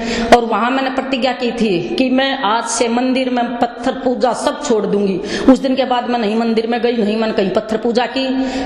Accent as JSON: {"language": "Hindi", "town": "Rohtak", "region": "Haryana", "country": "India", "said": "मैं रोहत हरियाणा से आई हूँ।"}